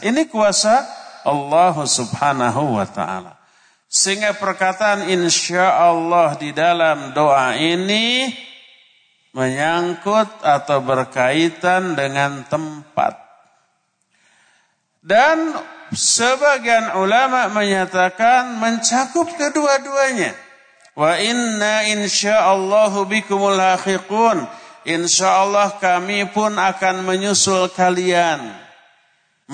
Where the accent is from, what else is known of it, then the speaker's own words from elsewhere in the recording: Padalarang, West Java, Indonesia; born there; Lahir di Bandung, di Padalarang.